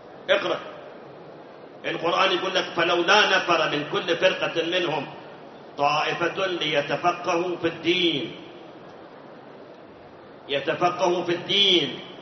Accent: Iraq; الآن عندنا بالعراق، أنا ما أعرف خارج العراق، عندنا بالعراق مناطق بالمئات صلاة ما يصلي

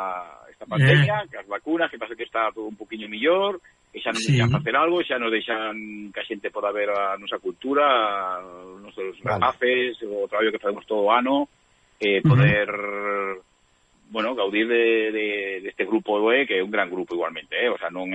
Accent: Galicia, Spain; Porque al final somos galegos, pero vivimos en Cataluña

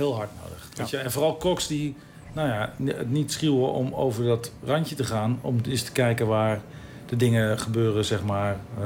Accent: Ede, Gelderland, Netherlands; Ik kom uit Ede en toen moest ik mijn dienstplicht gaan doen.

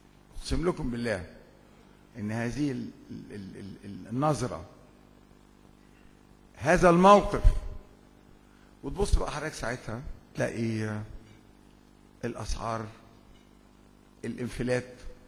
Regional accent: Egypt; عندنا في الريف المصري بيجأروا بالشكوى

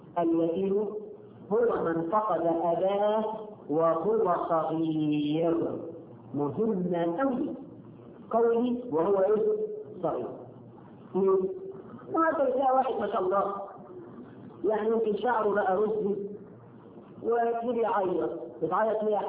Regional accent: Egypt; إحنا كمصريين ولا في حد عايزين نكسر طفل يتيم

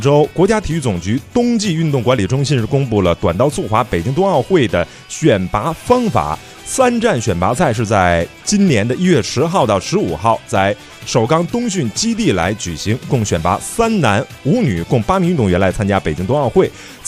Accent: Shenyang, Liaoning, China; 东北那会儿下大雪嘛，小时候在沈阳堆雪人儿。

